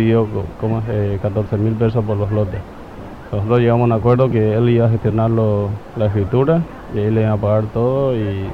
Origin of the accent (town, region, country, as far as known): Paraguay; now in Argentina